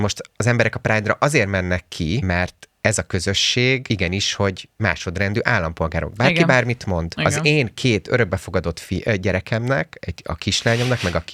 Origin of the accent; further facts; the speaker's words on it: Pécs, Baranya, Hungary; mert én pécsi vagyok egyébként. Én pécsi vagyok, nekem ott élnek a szüleim, meg mit tudom én, mindenki.